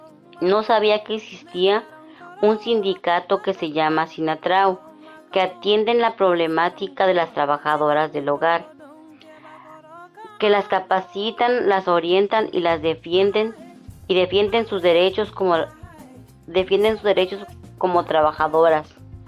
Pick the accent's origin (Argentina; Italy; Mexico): Mexico; San Miguel el Grande, Oaxaca; now in Tijuana, Mexico; soy de San Miguel el Grande, Oaxaca. Radico en Tijuana hace 22 años, soy trabajadora del hogar.